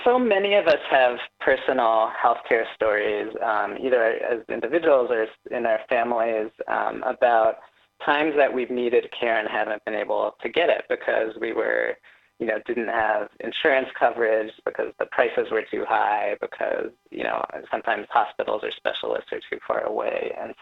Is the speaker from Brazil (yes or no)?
no; Bay Area, California, United States; also born or lived in Boston / Nashville; I was Born in the Bay Area back in the early 80s and grew up here and back in the Bay now and also in Boston and Nashville. So my family moved around some.